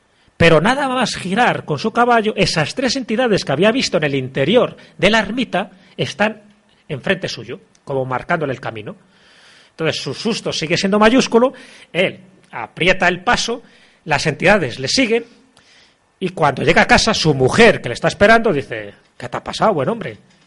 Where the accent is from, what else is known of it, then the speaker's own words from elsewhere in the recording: Castile and León, Spain; ya digo que mi pueblo está a 25 kilómetros de Benavente, ya estamos en Zamora